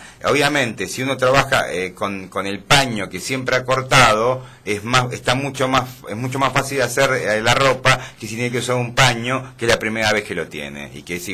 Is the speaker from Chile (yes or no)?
no; Argentina; Más allá de que yo soy descendiente de franceses … yo soy profundamente argentino y vivo en un lugar donde la gente habla español.